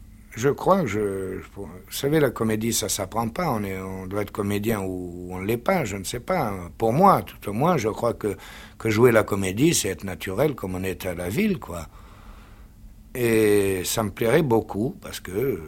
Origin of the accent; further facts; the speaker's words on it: Algeria; also born or lived in La Goulette, Tunisia; Moi, je suis né en Afrique du Nord parce que, justement, mon père venait juste de passer en Afrique du Nord. Et d'Italie, il est venu en Tunisie. Je suis né à la Goulette, mais j'ai été élevé en Algérie, surtout.